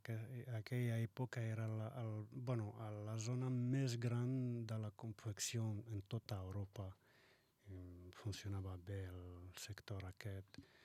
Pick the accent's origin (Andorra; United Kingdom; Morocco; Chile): Morocco; Fes, Fès-Meknès; now in Spain; soc de Fes, es diuen que és una capital cultural del Marroc, he nascut ahir, i he estudiat ahir fins a... Bueno, que he sortit del Marroc, he sortit directament de Fes fins a Catalunya.